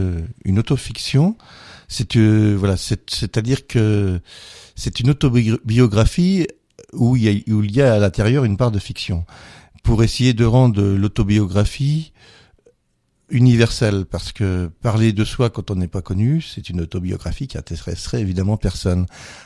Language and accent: French; Grand Est, France; comme on est lorrain